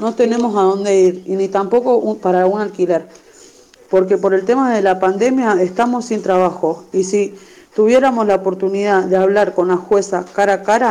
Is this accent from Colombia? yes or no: no; Rosario, Santa Fe, Argentina; soy de Rosario, barrio República de La Sexta. Soy ama de casa, tengo un nene de 3 años. Yo vivo en el barrio desde chiquita.